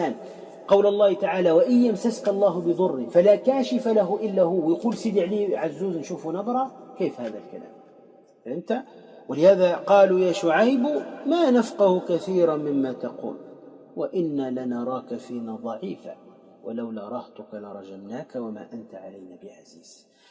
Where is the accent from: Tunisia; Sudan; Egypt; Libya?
Tunisia; وعندنا في تونس الحضر